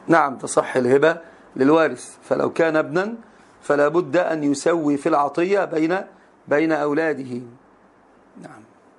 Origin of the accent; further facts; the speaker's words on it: Morocco; لأن عندنا في المغرب معروف لباس المرأة في الأفراح يكون مسبل أكثر من شبرين.